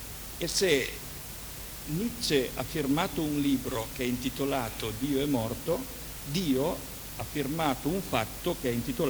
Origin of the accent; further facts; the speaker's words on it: Turin, Piedmont, Italy; sono di Torino. Io ritengo, sono cristiano